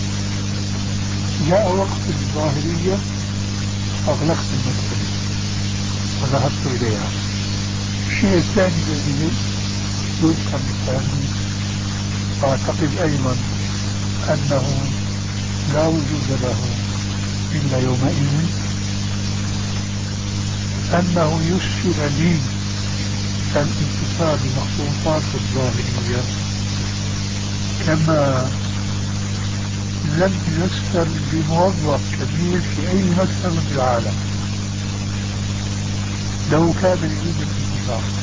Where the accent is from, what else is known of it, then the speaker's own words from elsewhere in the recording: Damascus, Damascus Governorate, Syria; كما يقال عندنا في دمشق.